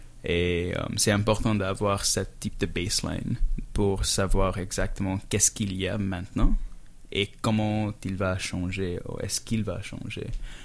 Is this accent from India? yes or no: yes; India; now in Canada; C'est vrai, parce que moi, je viens de l'Inde.